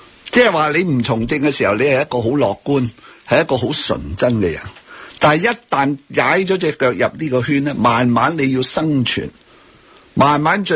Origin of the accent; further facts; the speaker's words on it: Hong Kong; 我哋香港人好 innocent